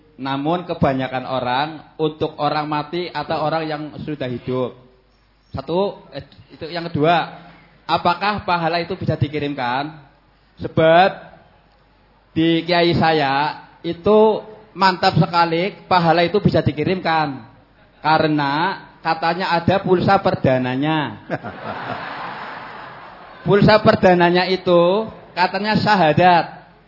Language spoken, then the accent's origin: Indonesian; Slawi, Central Java, Indonesia; asal dari Soradati Kabupaten Tegal.